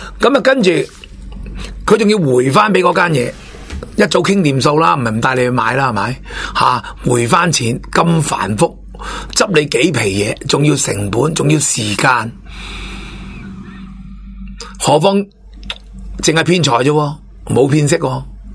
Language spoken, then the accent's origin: Cantonese; Hong Kong; 我哋香港人